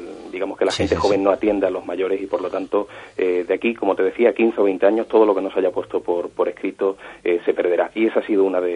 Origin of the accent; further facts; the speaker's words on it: Andalusia, Spain; siempre ha sido por el misterio de mi tierra, ¿no? Por el misterio andaluz.